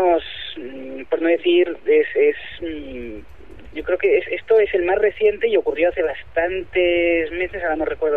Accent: Barcelona, Catalonia, Spain; soy de Barcelona.

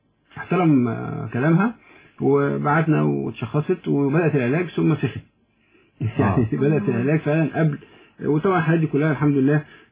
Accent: Egypt; احنا شعب مصري شعب طيب جدا وشعب حنون

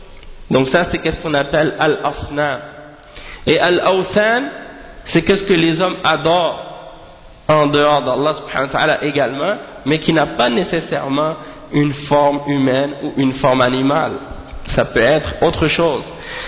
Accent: Haiti; chez nous en Haïti, on a des gens qui s'appellent

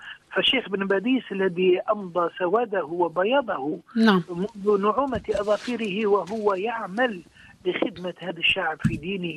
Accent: Algeria; عندنا في الجزائر

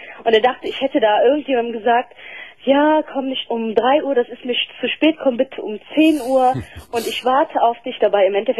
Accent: Turkey; ich bin Türkin.

